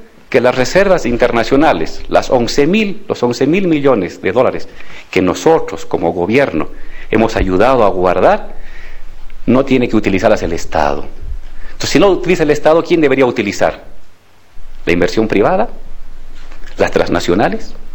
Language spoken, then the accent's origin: Spanish; Bolivia; somos los bolivianos, no una empresa extranjera